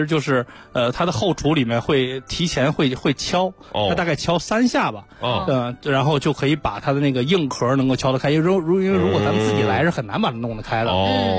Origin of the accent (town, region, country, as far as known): China; now in United States